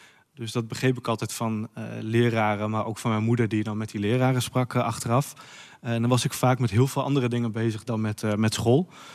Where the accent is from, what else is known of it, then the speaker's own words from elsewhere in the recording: Oldenzijl, Groningen, Netherlands; born there; also born or lived in Winsum; now in Groningen, Netherlands; Nou, ik ben geboren in Oldenzijl in 1985. Ook zo'n fantastisch mooi dorpje. Wel iets dunner bevolkt dan Warffum. Ik heb ook een half jaar hier in Warffum gewoond, overigens. En ik heb nog 4 jaar in Winsum gewoond. Ik woon nu 20 jaar in de stad Groningen.